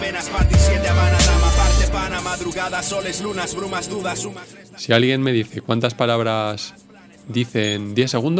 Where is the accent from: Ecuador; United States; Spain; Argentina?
Spain; Quintanar, Castilla-La Mancha; Bacín es una palabra que se utilizaba mucho en mi tierra, en La Mancha